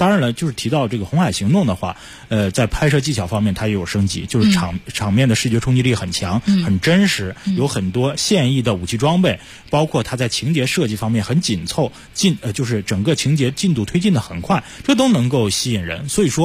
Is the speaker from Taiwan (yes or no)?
no; Northeast China, China; 而且作为一个东北人啊，我非常欣喜地看到了远东豹。